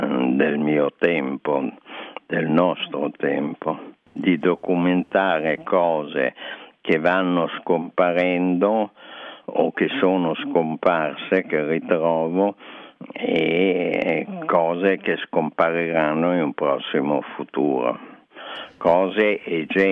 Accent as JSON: {"language": "Italian", "town": "Genoa", "region": "Liguria", "country": "Italy", "tie": "born there", "also_born_or_lived": "Venice / Paris", "moved": "yes", "lives_now": "Milan, Italy", "said": "Io sono genovese di nascita, veneziano d'adozione e dal 64 circa abito a Milano."}